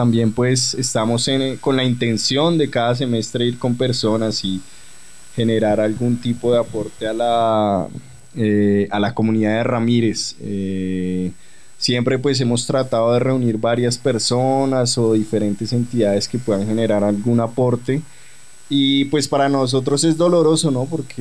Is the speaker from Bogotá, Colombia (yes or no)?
yes; Bogotá, Colombia; a mí, pues, como bogotano, me duele ver eso.